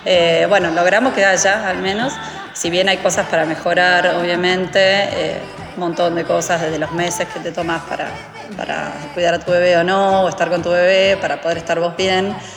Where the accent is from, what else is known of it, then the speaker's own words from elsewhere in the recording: Neuquén, Argentina; born there; also born or lived in Buenos Aires; Yo estudié en Buenos Aires, en la UBA, si bien soy de Neuquén, nací en Neuquén, me fui a estudiar para Buenos Aires.